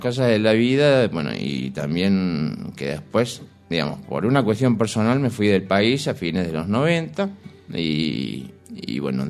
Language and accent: Spanish; Córdoba, Argentina; Nosotros originariamente somos de Córdoba. Y bueno, las cosas de la vida también en la historia familiar nos trajo para acá.